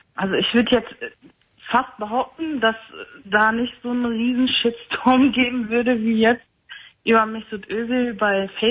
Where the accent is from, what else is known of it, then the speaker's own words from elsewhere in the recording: Turkey; Ja, ich bin Türkin.